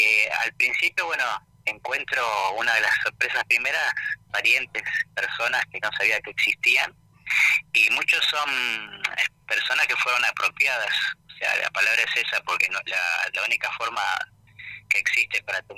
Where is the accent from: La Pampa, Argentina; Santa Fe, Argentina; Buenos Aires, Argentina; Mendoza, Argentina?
Buenos Aires, Argentina; born there; Y yo de casualidad nací acá en Buenos Aires, podía haber sido cordobés, casi nazco en Córdoba por unos meses.